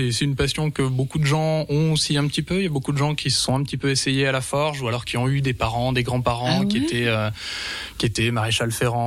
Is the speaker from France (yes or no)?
yes; Grand Est, France; born there; Je suis né dans les Vosges, donc depuis un an. Je suis né sur les hauts des Vosges, au Boson, dans les Vosges saunoises, juste au-dessus de rue sur Moselle. Et depuis un an, j'habite à rue, donc à Sceaux.